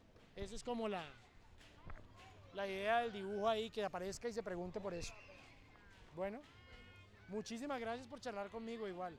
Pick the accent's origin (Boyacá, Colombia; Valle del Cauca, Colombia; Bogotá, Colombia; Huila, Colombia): Valle del Cauca, Colombia; Tuluá; Yo no soy de Cali, sino de Tuluá, que es un pueblo que está ahí cerquita de Cali, donde es el Tino Asprilla, es el único que es famoso.